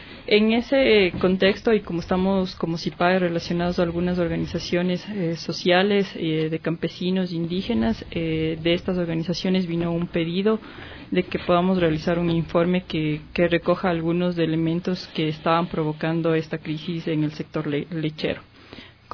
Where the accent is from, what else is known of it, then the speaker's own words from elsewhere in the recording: Chunchi, Chimborazo, Ecuador; now in Quito, Ecuador; Vivo aquí en Quito algunos años. Soy de la provincia de Chimborazo, del cantón Chunchi.